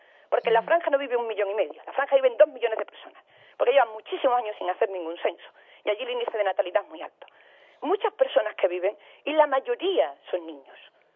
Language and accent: Spanish; Andalusia, Spain; Yo como andaluza no me puedo sentir más defraudada con mi gobierno autonómico